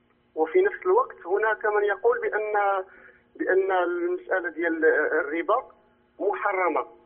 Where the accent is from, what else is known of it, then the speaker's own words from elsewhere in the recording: Morocco; أنا من المغرب وجميع البنوك لدينا بنوك ربوية، ليست هناك بنوك إسلامية